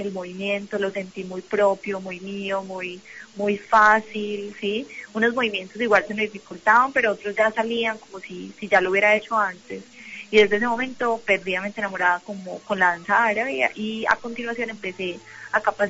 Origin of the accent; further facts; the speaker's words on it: Colombia; ya somos varias las colombianas que hemos pisado territorios internacionales capacitándonos o, en mi caso, pues ya dictando talleres.